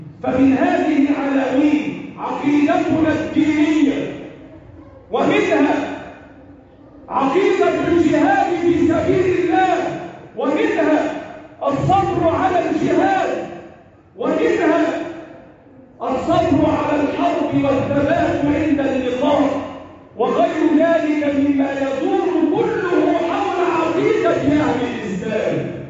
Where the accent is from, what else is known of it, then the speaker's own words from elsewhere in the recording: Egypt; اللهم احفظ بلدنا مصر وسائر بلاد